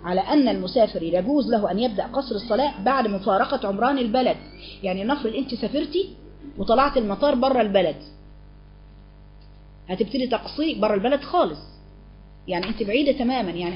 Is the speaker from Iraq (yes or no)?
no; Alexandria, Alexandria Governorate, Egypt; لكن انا من اسكندريه.